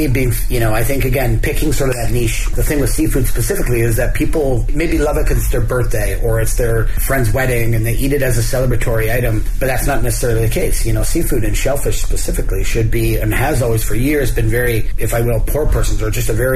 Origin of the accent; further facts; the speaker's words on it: Toronto, Ontario, Canada; I'm from Toronto, Canada. Proud Canadian and extremely excited to be here in Beijing.